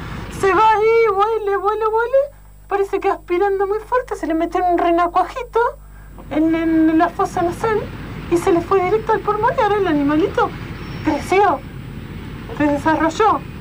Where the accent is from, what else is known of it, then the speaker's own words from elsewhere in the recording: San Nicolás, Buenos Aires Province, Argentina; que nosotros somos de San Nicolás.